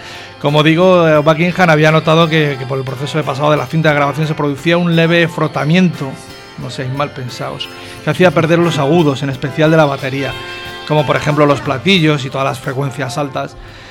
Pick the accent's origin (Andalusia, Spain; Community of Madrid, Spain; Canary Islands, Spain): Community of Madrid, Spain; Madrid; Diré una burrada que soy de Vallecas